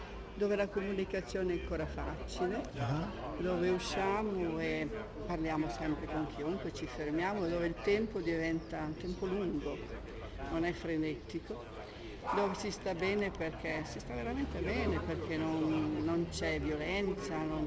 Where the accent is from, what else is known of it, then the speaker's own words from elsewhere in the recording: Genoa, Liguria, Italy; io sono una genovese, innanzitutto, e di questo sono orgogliosa, perché la genovesità me la porto dentro sempre, anche se sono in montagna. Io sono una donna di mare, in definitiva, che è venuta a stare in montagna. Però sono tornata qui a abitare sempre